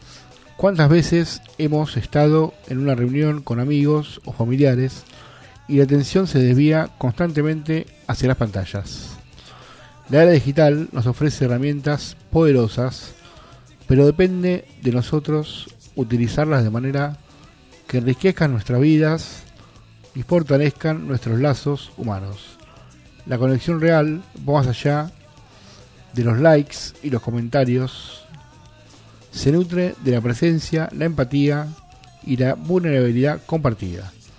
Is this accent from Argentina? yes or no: yes; Argentina; ese tesoro cultural que nos define como argentinos.